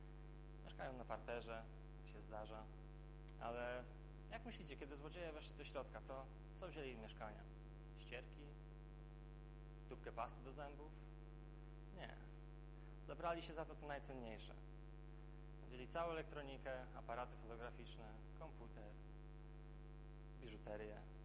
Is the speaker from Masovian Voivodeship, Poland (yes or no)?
yes; Warsaw, Masovian Voivodeship, Poland; jako warszawiak no niewiele wiem na temat paszenia owiec